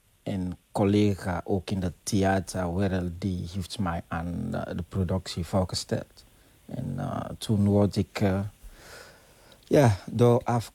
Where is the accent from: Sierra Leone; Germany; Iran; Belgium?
Sierra Leone; Dutch is a second language; moved away as an adult; now in Netherlands; Ja, ik kom uit Sierra Leone.